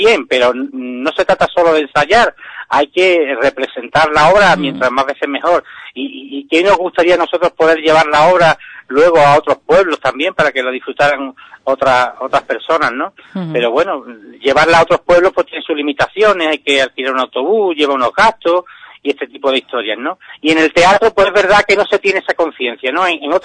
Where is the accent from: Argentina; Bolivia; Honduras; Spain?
Spain; Ubrique, Andalusia; somos gente de Ubrique las que lo llevamos adelante.